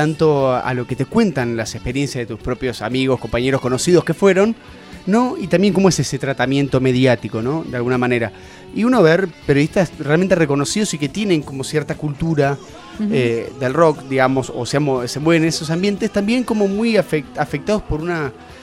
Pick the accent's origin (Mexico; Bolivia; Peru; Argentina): Argentina; porque somos argentinos, somos así, sí.